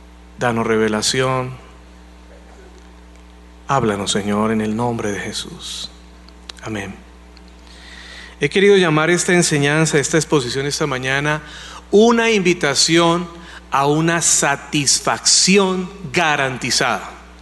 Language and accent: Spanish; Colombia; Para nosotros como colombianos, pues el secuestro no es algo raro.